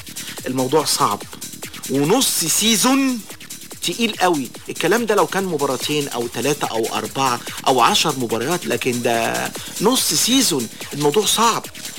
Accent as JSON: {"language": "Arabic", "town": "Alexandria", "region": "Alexandria Governorate", "country": "Egypt", "said": "تبين وجود حالة عندنا في اسكندرية"}